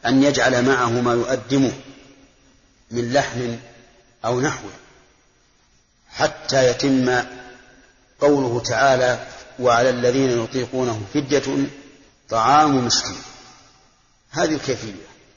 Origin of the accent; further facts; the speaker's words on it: Al-Qassim, Saudi Arabia; خمس الصاع الحال عندنا في القصيم